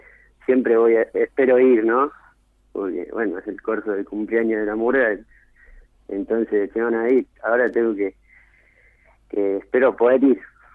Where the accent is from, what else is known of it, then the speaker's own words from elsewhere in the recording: Chos Malal, Neuquén, Argentina; Soy de Neuquén, soy de Chosmalal, Neuquén.